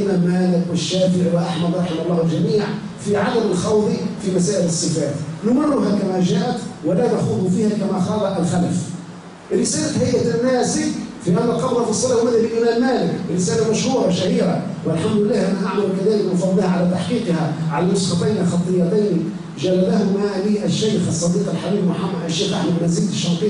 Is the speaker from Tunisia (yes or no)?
yes; Tunisia; من خيرة الوطنيين في بلدنا تونس